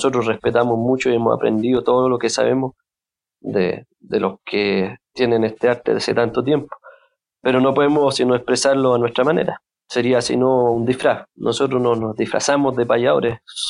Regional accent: Chile; no, yo soy chileno

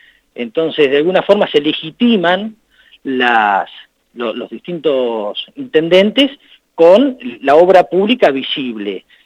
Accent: Argentina; Pensemos como argentinos

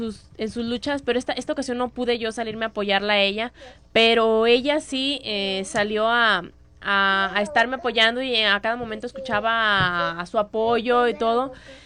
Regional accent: Mexico; ya estamos de un mismo bando, somos mexicanas

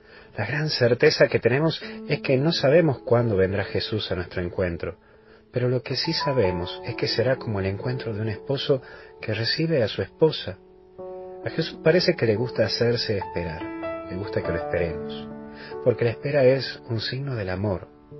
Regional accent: Tucumán, Argentina; así que hoy me he infiltrado, lamentablemente, como buen tucumano

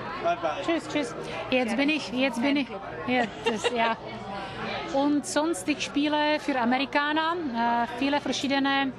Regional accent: South Moravian Region, Czechia; Aber ich komme aus Tschechien.

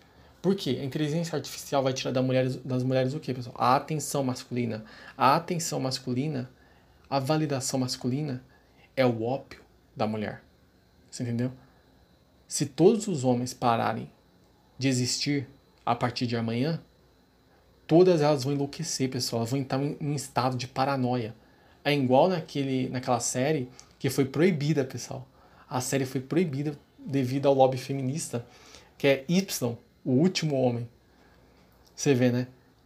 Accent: São Paulo, Brazil; Eu sou de São Paulo, pessoal.

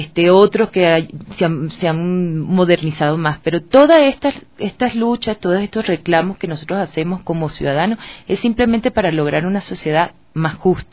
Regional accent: Venezuela; now in Ecuador; O sea, yo soy venezolana, pero tengo 13 años viviendo aquí, o sea que ya también es mi país.

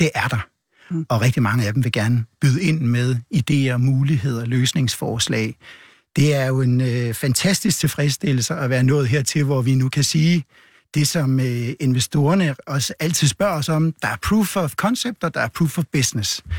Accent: North Denmark Region, Denmark; Jeg kommer fra Vendsyssel, hvor jeg er født, og jeg har holdt meget til ved hav- og strandmiljø og elsker det.

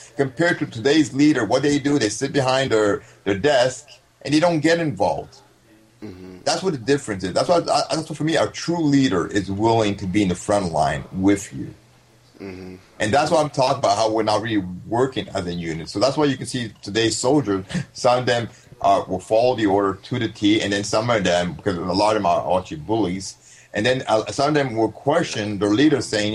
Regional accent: Canada; I hate to say this, I'm sorry, but I'm Canadian.

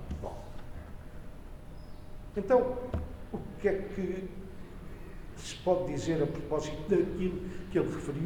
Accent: Lisbon, Portugal; born there; eu sou goês de coração e se calhar devia ter nascido aqui em Panjim e não em Lisboa

